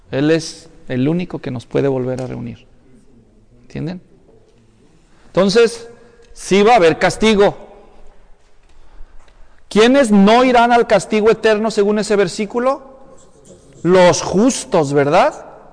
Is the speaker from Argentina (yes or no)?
no; Mexico; Yo crecí allá en México.